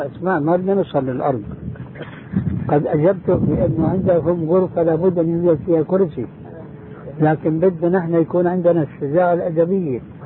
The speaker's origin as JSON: {"language": "Arabic", "country": "Syria", "said": "كما يقولوا عندنا في الشام بدها الزكتاف"}